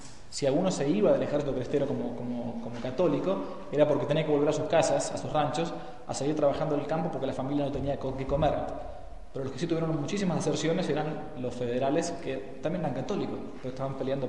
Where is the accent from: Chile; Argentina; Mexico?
Argentina; se asombraban que uno siendo argentino conociera de estos temas, ¿no? Allá.